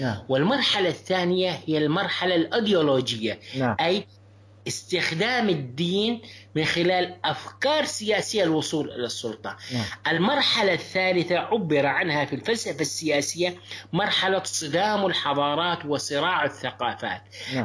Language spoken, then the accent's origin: Arabic; Syria; now in Turkey; شعب قدم لنا كسوريين جئنا إليه لاجئين